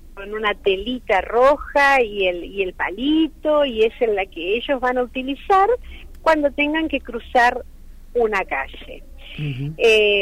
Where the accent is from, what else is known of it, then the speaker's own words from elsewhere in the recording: Buenos Aires, Argentina; yo que soy de la Ciudad Autónoma de Buenos Aires